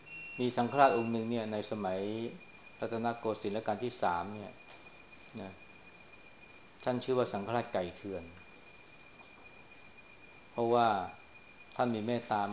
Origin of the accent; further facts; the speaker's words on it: Chaiyaphum, Thailand; เราเป็นคนชัยภูมินี่ก็ต้องรู้จักท้องถิ่นของเรา